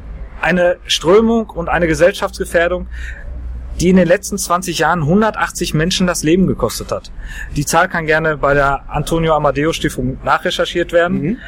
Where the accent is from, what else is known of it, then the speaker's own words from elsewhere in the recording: Dortmund, North Rhine-Westphalia, Germany; Allerdings liegt mir als Dortmunder besonders am Herzen, die rechte Szene möglichst aufzulösen.